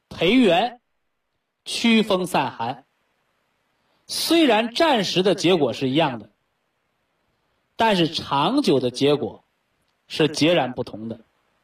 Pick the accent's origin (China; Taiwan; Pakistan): China; 我们中国人常讲说，敌不犯我，我不犯人，敌若犯我，我必犯人。